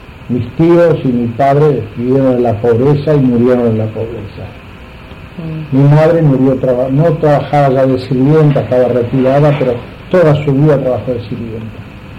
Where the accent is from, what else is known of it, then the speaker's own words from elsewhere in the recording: Argentina; born there; pocos meses después de yo llegar, 4 meses, nací acá en Argentina.